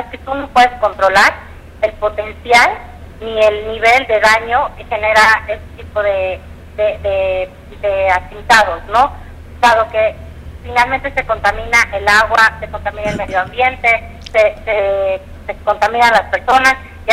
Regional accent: Mexico; lo mismo nos debería estar preocupando como mexicanos

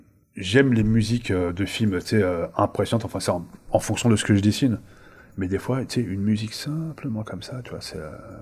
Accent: France; also born or lived in Algeria; je suis né en Algérie, j'ai toujours vécu en France

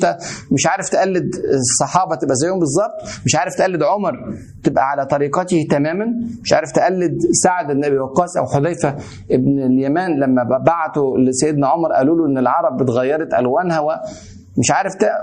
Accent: Egypt; زي ما كان يقول عندنا في مصر اتعشت

